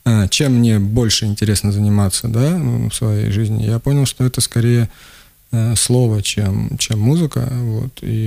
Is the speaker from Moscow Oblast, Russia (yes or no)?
no; Rostov Oblast, Russia; also born or lived in Kurgan-Tyube, Tajikistan; Родом я из Курган-Тюбе, вот, я вырос в Ростовской области в деревне, я учился в Ростове и год там работал, то есть, я не знаю, откуда я родом, так, честно.